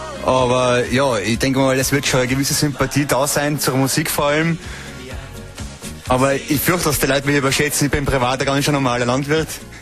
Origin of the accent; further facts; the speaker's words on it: Kastelruth, Trentino-Alto Adige, Italy; Ich bin aufgewachsen in Kastrut und jeder mag Pferde.